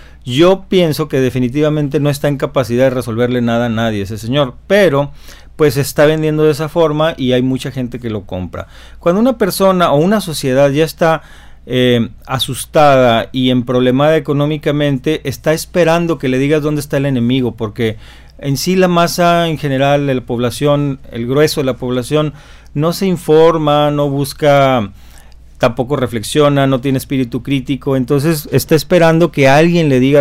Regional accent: Mexico; y ahora pues se supone que somos los mexicanos y los chinos

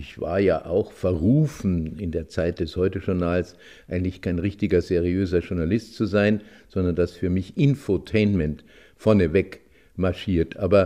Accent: Bavaria, Germany; als Bayer, der aus den Bergen kam

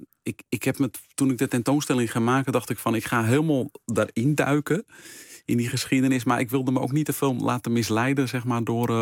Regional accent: North Holland, Netherlands; meer geïnteresseerd raakte ook in het gebied rondom dat dorp waar ik opgroeide. En ik weet nog in Egmond aan de Hoek bijvoorbeeld

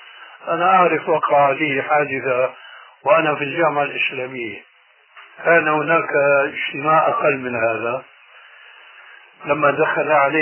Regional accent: Syria; وهو يشير إلى بلدي يعني سوريا

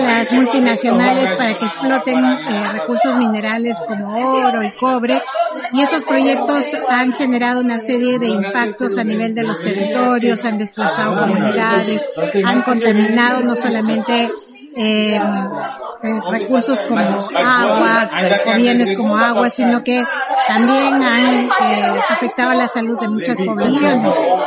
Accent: Peru; soy de Perú.

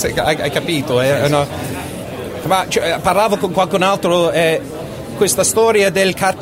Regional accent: England, United Kingdom; Italian is a second language; ero in Inghilterra a quel tempo lì, sono inglese, infatti non

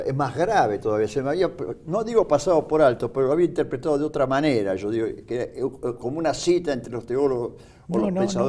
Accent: Buenos Aires, Argentina; yo soy porteño, vos sos porteño

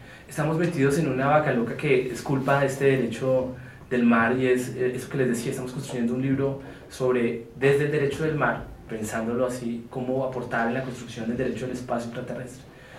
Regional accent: Colombia; yo fui pues obviamente como colombiano, latinoamericano

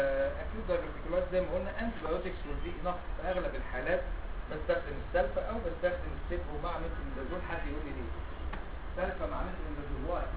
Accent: Egypt; النزيف عندنا في مصر هنا البواسير على طول نمره واحد

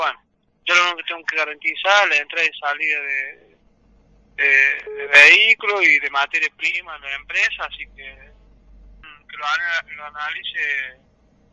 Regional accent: Villa Mercedes, San Luis, Argentina; como ciudadano de Villa Mercedes, porque nací acá en Villa Mercedes y soy de provincia de Salvita

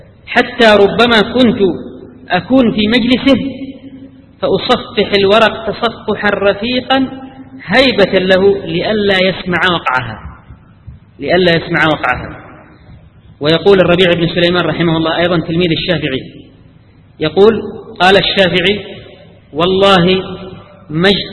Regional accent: Yemen; أنا أذكر في مجلس أحد المحدثين عندنا في اليمن

